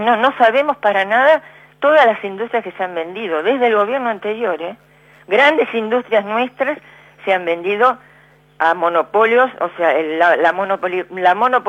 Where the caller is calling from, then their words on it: Berazategui, Buenos Aires Province, Argentina; de Berazategui.